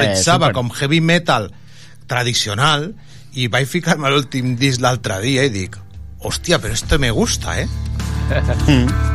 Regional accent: Tarragona, Catalonia, Spain; pels que som de Tarragona

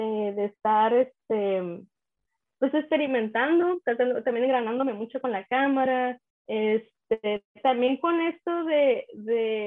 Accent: Isla de Cedros, Baja California, Mexico; born there; En un proyecto que tengo de Isla de Cedros, que es el lugar donde yo nací.

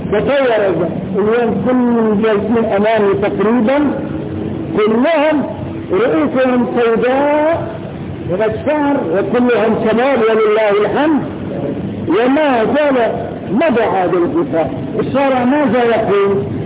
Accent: Morocco; لكن لو أن هذا الإنسان وقف عندنا في المغرب وشهد وهو حافر شهادته فقط، لأن هذا شيء معروف عندنا

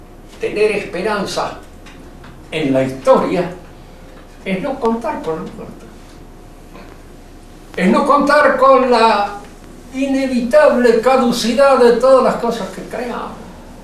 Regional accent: Argentina; Tampoco me entusiasma exageradamente el ser argentino. Soy argentino, no tengo otro remedio. No tengo más remedio que serlo.

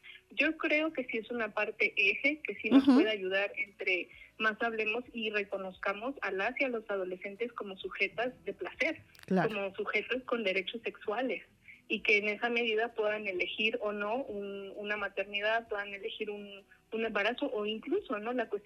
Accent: Apizaco, Tlaxcala, Mexico; yo soy de Apizaco, es un pueblo industrializado, ¿no? Que hay quien dice que es ciudad, pero digo, es un pueblo que está en crecimiento, pero que es joven, o sea, tendrá 150 años

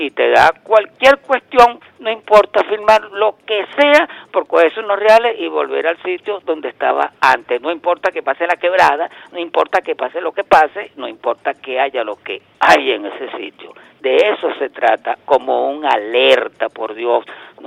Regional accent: Venezuela; como venezolano

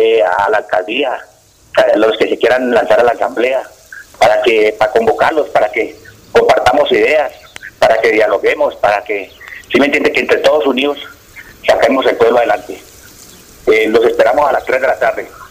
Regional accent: Fosca, Cundinamarca, Colombia; also born or lived in Cáqueza; Soy ganadero, hábleme de campo. Yo fui criado en el campo, nací en Caquesa, pero fui criado al lado de allá en Novillero, en el municipio de Fosca.

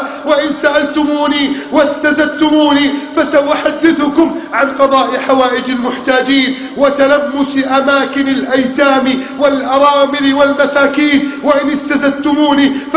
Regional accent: Egypt; اللهم احفظ بلدنا مصر من كيد الكائدين

